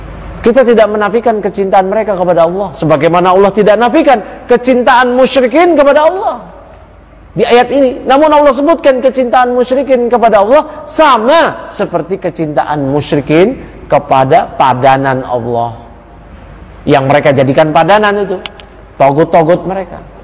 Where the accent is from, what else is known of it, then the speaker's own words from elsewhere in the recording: Jakarta, Indonesia; Saya lahir di Jakarta, kecil di Jakarta, gede di Jakarta. Orang tua saya puluhan tahun lalu dari dulu di Jakarta. Kerabat-kerabat saya semua di Jakarta. Saya lahir di Jakarta.